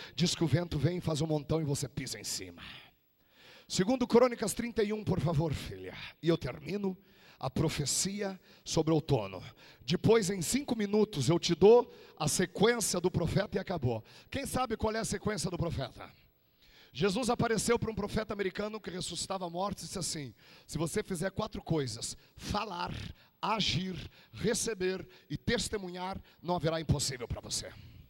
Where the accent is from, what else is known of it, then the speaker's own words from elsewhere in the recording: Rio Grande do Sul, Brazil; opa, sou gaúcho, não sou covarde.